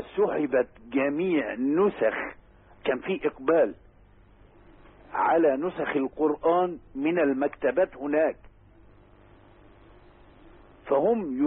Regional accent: Dumuh, Dakahlia, Egypt; بالأصالة عن نفسي وعن أهل قريتنا الحبيبة دموه مسقط رأس شيخنا الجليل

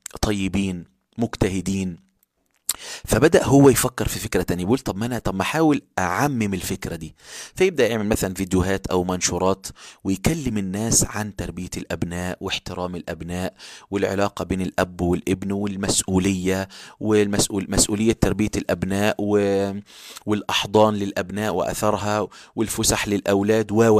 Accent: Egypt; وطبعا ده بيحصل في اوروبا وفي كل البلاد وبيحصل عندنا في مصر كمان

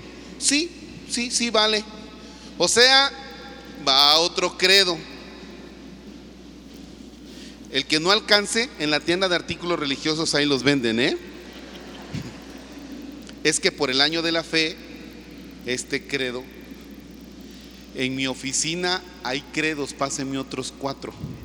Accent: Mexico; Y nosotros somos mexicanos.

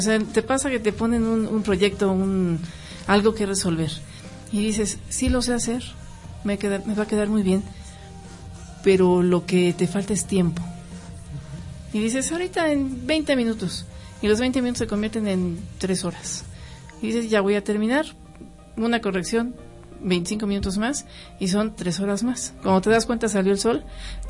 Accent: Pachuca, Hidalgo, Mexico; born there; Yo nací en Pachuca.

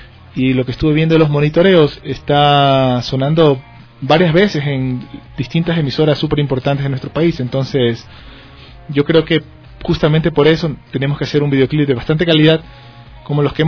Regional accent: Guayaquil, Guayas, Ecuador; Yo soy guayaquileño. Pero por diferentes temas en la vida. Me ha tocado vivir en bastantes ciudades. De hecho, a Dios gracias, conozco casi todo el Ecuador

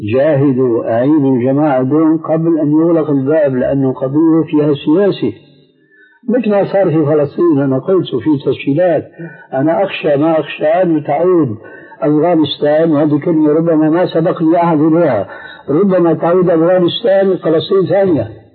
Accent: Syria; إذا سمحت كني بيقول عندنا في الشام كني وغطاؤها

